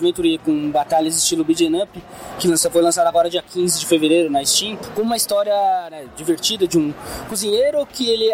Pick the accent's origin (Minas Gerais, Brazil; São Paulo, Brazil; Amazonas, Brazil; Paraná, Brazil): São Paulo, Brazil; nós somos de São Paulo, né? Eu moro na Zona Leste de São Paulo